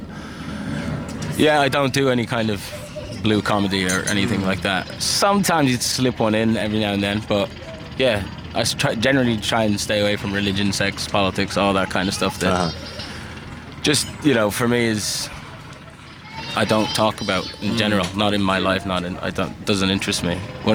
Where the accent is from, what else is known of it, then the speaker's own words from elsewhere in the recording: Ireland; also born or lived in Qatar / United States; because I'm from Qatar, growing up in Ireland, and before that in America.